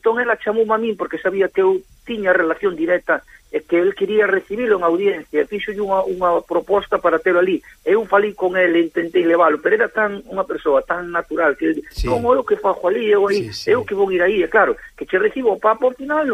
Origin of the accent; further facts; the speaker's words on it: Fisterra, Galicia, Spain; Son de Fisterra. Foron amigos, moi amigos nós, porque vivimos ao lado, prácticamente a 40 metros.